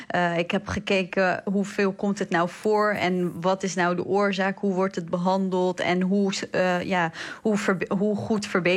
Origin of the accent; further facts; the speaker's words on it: Iraq; now in Netherlands; Ja, inderdaad, ik kom uit Irak.